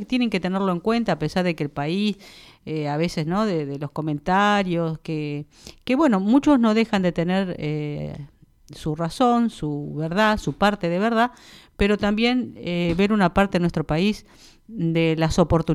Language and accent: Spanish; Lobos, Buenos Aires Province, Argentina; lo puedo decir yo, que vine de una escuela pública, vine de un pueblo de Lobos